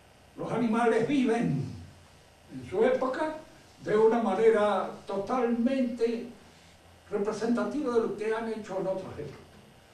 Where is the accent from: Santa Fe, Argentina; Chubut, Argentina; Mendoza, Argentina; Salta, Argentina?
Mendoza, Argentina; nosotros somos argentinos, mendocinos, de este siglo, de esta época.